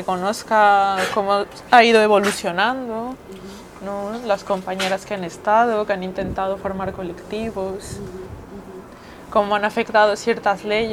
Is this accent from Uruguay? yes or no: no; Mexico City, Mexico; soy dominatrix profesional, vengo de la Ciudad de México, tengo 31 años